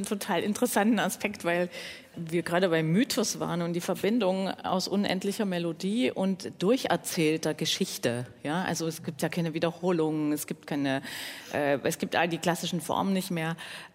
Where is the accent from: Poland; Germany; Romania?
Germany; Dresden, Saxony; darf ich auch sagen als Dresdnerin, mit dem Humor.